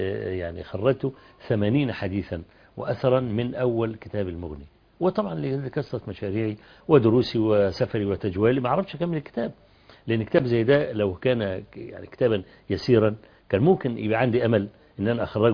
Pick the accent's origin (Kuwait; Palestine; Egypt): Egypt; Kafr El Sheikh, Kafr El Sheikh Governorate; ينزل عندنا في كفر الشيخ